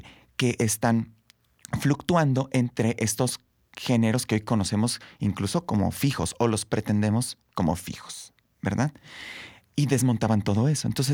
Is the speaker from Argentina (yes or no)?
no; Querétaro, Mexico; tú sabes, yo soy de Querétaro, y empiezo a ir a las prácticas en Querétaro.